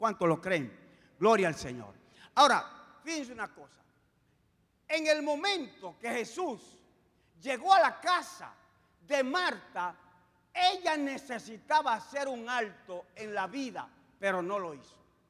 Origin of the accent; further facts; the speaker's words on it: Dominican Republic; yo estaba como superintendente nacional del Concilio Asamblea de Dios en mi país. Pero también estaba como presidente de la Confederación Dominicana de Unidad Evangélica, que en ese tiempo representaba el 80% del pueblo evangélico en Dominicana.